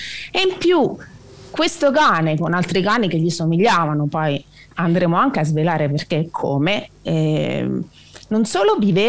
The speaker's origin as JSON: {"language": "Italian", "region": "Abruzzo", "country": "Italy", "said": "essendo abruzzese"}